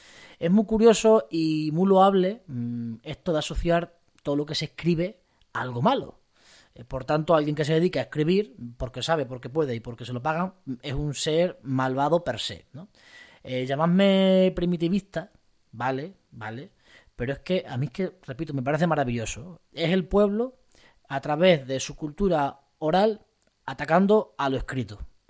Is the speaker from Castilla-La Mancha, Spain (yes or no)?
no; Extremadura, Spain; en las jotas de mi tierra, de la Siberia extremeña, hay un par de ellas bastante bonitas